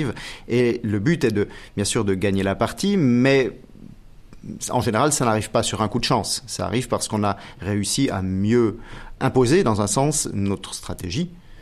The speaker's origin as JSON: {"language": "French", "town": "Biel", "region": "Bern", "country": "Switzerland", "tie": "born there", "said": "je suis suisse, né en Suisse à Bienne, j'ai 43 ans."}